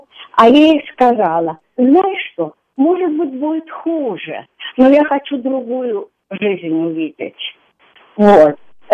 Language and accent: Russian; Russia; moved away as an adult; Я выехала из России в конце 78-го года